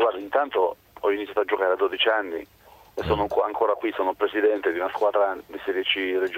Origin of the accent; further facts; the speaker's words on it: Vasto, Abruzzo, Italy; io sono di Vasto, in provincia di Chieti.